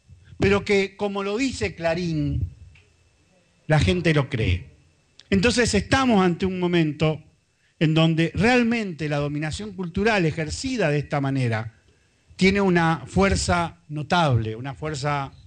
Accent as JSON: {"language": "Spanish", "town": "Rosario", "region": "Santa Fe", "country": "Argentina", "tie": "born there", "said": "yo nací en Rosario"}